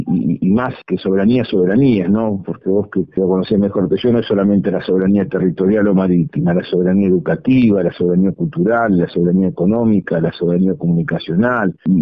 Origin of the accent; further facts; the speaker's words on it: Argentina; nos marca como identidad argentina, que es las Islas Malvinas